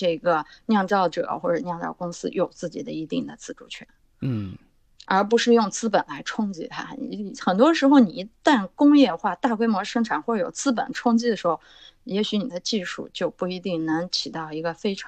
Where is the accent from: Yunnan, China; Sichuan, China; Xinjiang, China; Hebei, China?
Xinjiang, China; 那我的故乡就是大乌苏，是吧？